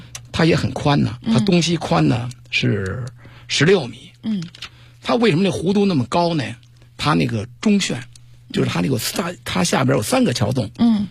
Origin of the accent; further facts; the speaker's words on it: Tongzhou, Beijing, China; 我呢是通州长大的。我16岁以后呢参加工作，当时我那工作单位呢就在八里桥附近。